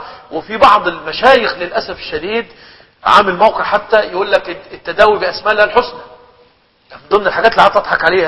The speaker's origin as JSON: {"language": "Arabic", "country": "Egypt", "said": "عندنا في مصر لما يقول كلمة كده يقول لك إيه لمؤاخذة"}